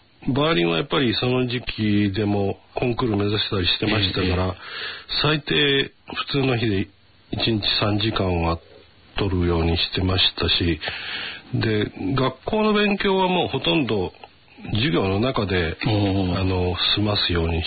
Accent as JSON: {"language": "Japanese", "region": "Wakayama", "country": "Japan", "tie": "born or raised there", "said": "大学4年生の時に初めて故郷の和歌山で本格的なリサイタルをすることになった時に"}